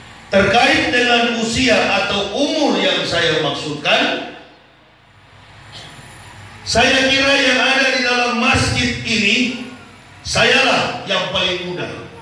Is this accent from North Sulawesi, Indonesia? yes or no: yes; Manado, North Sulawesi, Indonesia; born there; Saya dilahirkan di Manado tanggal 30 November 1970. Masuk Islam 11 Oktober tahun 2006 bersama istri dan 3 orang anak.